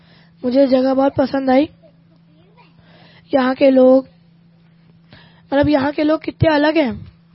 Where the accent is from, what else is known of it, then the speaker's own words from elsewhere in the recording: Raipur, Chhattisgarh, India; मैं रायपुर से आया हूँ।